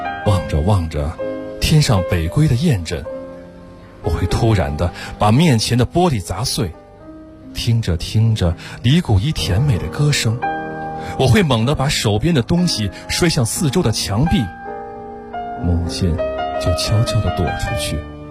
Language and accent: Chinese; Beijing, China; 我来自北京。